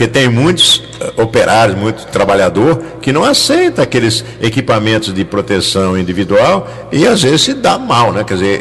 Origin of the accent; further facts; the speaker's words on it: Jacareí, São Paulo, Brazil; lá de Jacareí